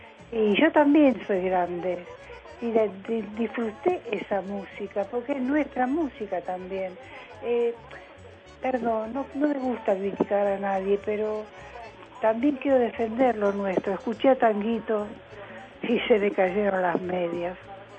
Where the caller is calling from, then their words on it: Mataderos, Buenos Aires, Argentina; de Mataderos